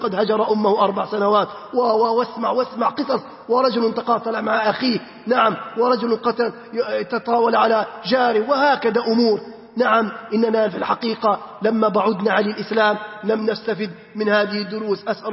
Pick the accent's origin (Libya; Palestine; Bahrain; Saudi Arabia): Libya; بلادنا ليبيا الحبيبة بأمس الحاجة أن نرمي هذه الضغائن